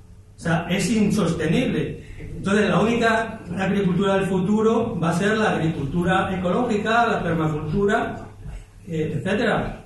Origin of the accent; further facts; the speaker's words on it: Málaga, Andalusia, Spain; ¿no? Yo vengo de Málaga, tengo una finca aquí en Archidona